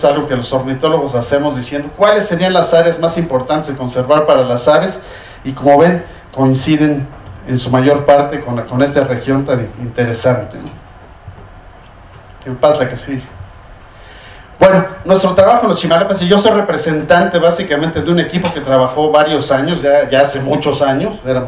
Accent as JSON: {"language": "Spanish", "region": "Mexico City", "country": "Mexico", "said": "Se me olvida que yo soy chilango y que él vivía ahí, ¿verdad?"}